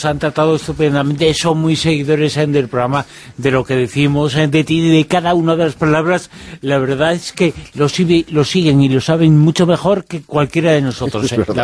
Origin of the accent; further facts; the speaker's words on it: Galicia, Spain; born there; que está al lado de el lugar donde yo nací, y sin embargo lo desconozco